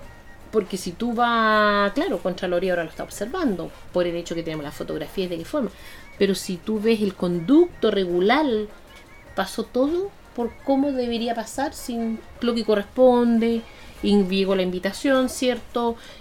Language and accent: Spanish; Germany; yo me crié en el exilio, en Alemania